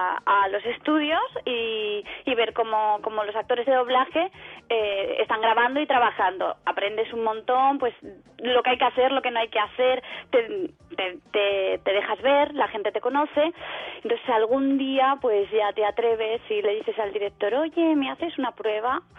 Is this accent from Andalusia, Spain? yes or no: no; Asturias, Spain; Yo soy asturiana